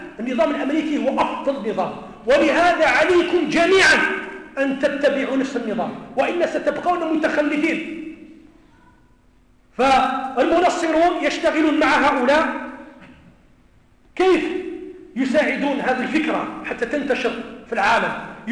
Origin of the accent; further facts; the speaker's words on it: Kabylie, Algeria; أنا قلت أنا راني من منطقة القبائل،